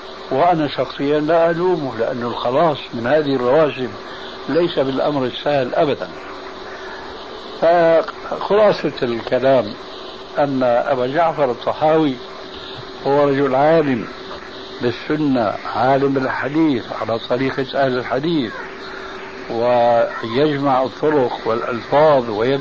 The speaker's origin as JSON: {"language": "Arabic", "country": "Syria", "said": "وأنا كما يقولون عندنا في سوريا العبد الفخير"}